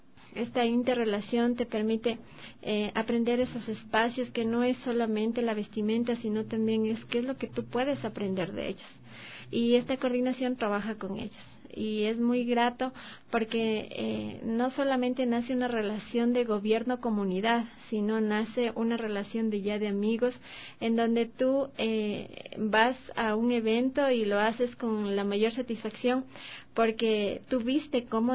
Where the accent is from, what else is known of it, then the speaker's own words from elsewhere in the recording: Santo Domingo de los Tsáchilas, Ecuador; born there; yo nací en Santo Domingo de los Áchilas, pero sin embargo, agradezco haber nacido en esa provincia. Tengo alguna parte genética de esa gran provincia que es hoy, y también de Loja, ¿no? Porque mi madre es de allá